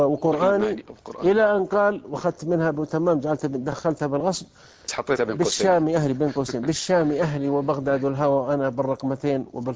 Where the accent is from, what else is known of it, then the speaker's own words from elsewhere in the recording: Saudi Arabia; لأنه قبل مثل الوحدة الوطنية مثل عندنا في السعودية كانت